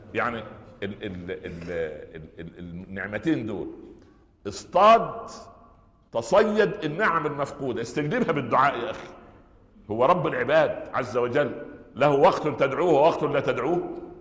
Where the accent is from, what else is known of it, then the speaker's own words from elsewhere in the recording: Minya Governorate, Egypt; في صعيد مصر، يعني جوار قريتي، مدينة اسمها البهنسة،